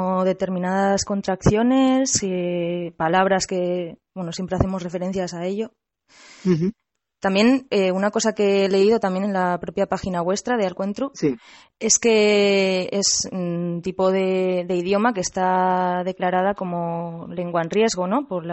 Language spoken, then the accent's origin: Spanish; Santander, Cantabria, Spain; He presentado una generalidad del cántabro, pero soy un poco ignorante, aunque soy de Santander.